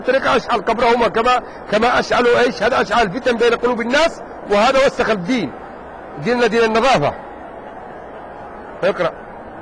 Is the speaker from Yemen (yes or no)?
yes; Yemen; أنت لو رأيت المناك الأحقاف اللي عندنا في اليمن